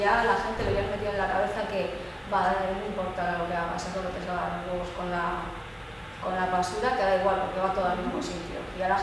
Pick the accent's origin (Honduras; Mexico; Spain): Spain; Bilbao, Basque Country; yo soy de Bilbao y yo vivía en Recalde